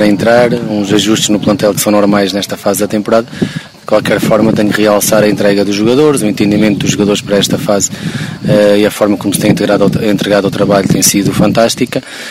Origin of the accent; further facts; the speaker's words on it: Oliveira do Hospital, Centro, Portugal; born there; Obviamente nasci em Oliveira do Hospital, mesmo na cidade de Oliveira do Hospital, no hospital de Oliveira do Hospital